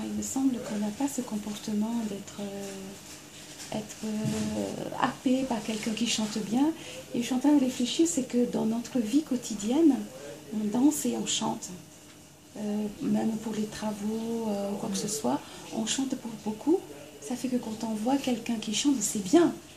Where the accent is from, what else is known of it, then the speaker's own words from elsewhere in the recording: French Polynesia; Vous dites ça, mais vous savez, je viens de la Polynésie française.